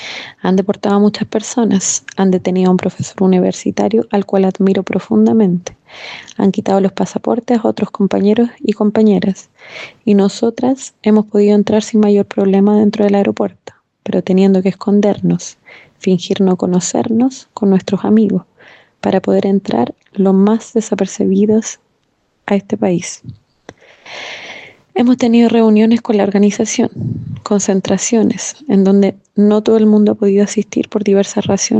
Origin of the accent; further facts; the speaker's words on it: Chile; now in Spain; Soy chilena de orígenes libaneses por parte de mi abuelo paterno.